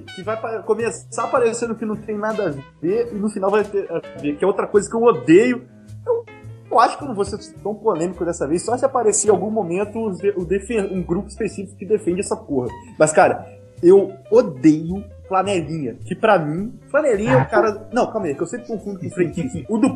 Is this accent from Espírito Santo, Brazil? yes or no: yes; Vitória, Espírito Santo, Brazil; born there; Vitória, onde eu nasci, Vila Velha, e assim, eu falo, Vassouras é minha cidade de coração.